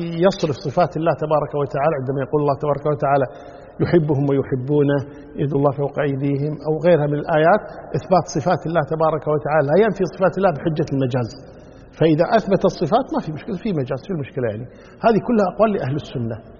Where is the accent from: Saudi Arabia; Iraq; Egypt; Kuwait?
Kuwait; يعني عندنا في الكويت عن طريق وزارة العدل